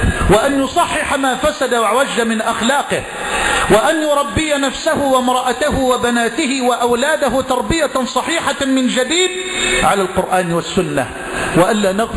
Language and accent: Arabic; Egypt; اللهم اجعل بلدنا مصر واحة للأمن والأمان